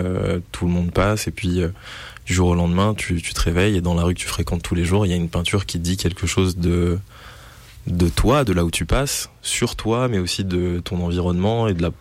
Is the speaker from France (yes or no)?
yes; Charvieu-Chavagneux, Auvergne-Rhône-Alpes, France; C'est là où j'ai grandi.